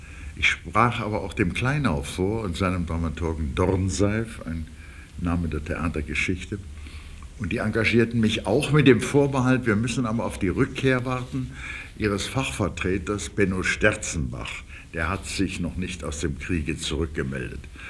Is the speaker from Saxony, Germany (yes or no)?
yes; Dresden, Saxony, Germany; Meine Vaterstadt war zerstört und besetzt von den Russen. Ich bin ja Dresdner.